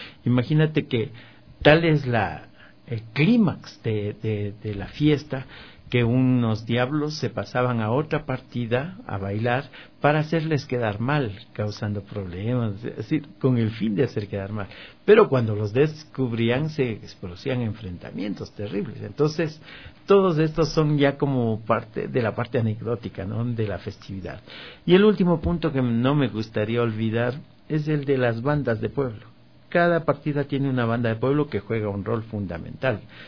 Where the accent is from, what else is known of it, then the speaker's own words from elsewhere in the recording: Píllaro, Tungurahua, Ecuador; porque yo soy de Píllaro, ¿no?